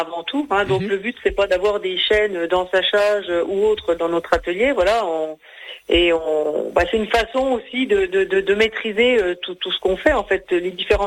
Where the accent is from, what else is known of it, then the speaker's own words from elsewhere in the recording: Grand Est, France; Donc moi je suis originaire des Vosges